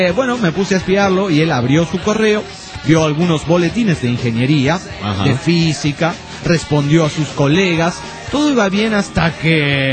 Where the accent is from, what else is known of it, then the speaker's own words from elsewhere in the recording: Toluca, State of Mexico, Mexico; soy de Toluca, México